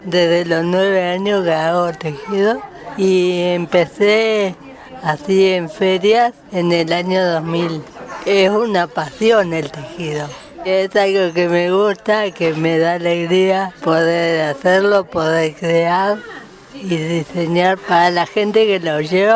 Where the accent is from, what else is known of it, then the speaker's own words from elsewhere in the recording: Concordia, Entre Ríos, Argentina; born there; now in Bariloche, Argentina; pero soy nacida en Concordia, Entre Ríos.